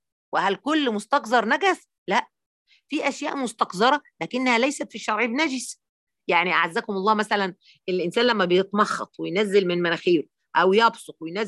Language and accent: Arabic; Egypt; وبعدين أنا بقى مصرية أصيلة، فجوزها اتجوز عليه، كنا في السعودية